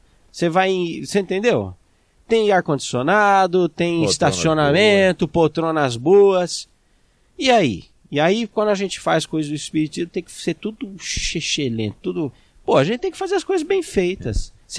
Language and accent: Portuguese; Jundiaí, São Paulo, Brazil; born there; eu sou de Jundiaí, isso aí porque é uma noção equivocada, né? Eu nasci na região metropolitana da Grande Jundiaí, da qual São Paulo faz parte ali.